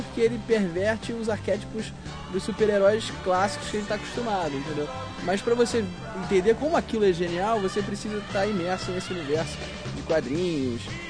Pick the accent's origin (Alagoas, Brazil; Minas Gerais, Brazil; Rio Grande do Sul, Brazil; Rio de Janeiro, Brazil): Rio de Janeiro, Brazil; eu tô vindo aqui para São Paulo, eu sou do Rio, vocês já perceberam